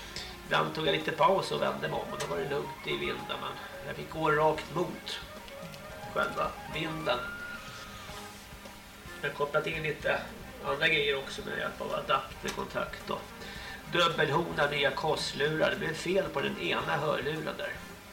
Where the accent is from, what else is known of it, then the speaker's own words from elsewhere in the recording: Märsta, Stockholm County, Sweden; Jag kommer ju från Märsta till Långsjötan här.